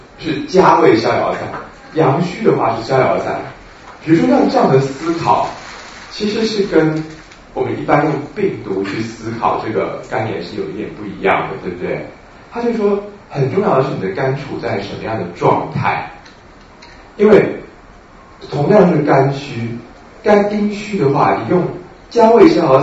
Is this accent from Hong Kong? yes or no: no; Taiwan; 就像当时我们台湾人发现 B 型肝炎